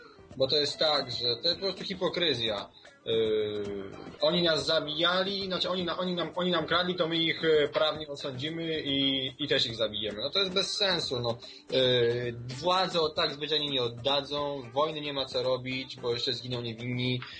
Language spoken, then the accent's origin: Polish; Skierniewice, Łódź Voivodeship, Poland; powiedzmy, ja jestem ze Skierniewic, nie?